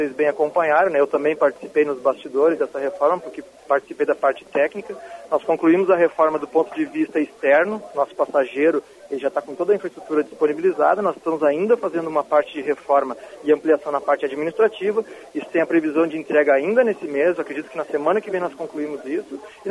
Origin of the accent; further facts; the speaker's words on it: Porto Alegre, Rio Grande do Sul, Brazil; Eu venho de Porto Alegre, uma cidade do sul do país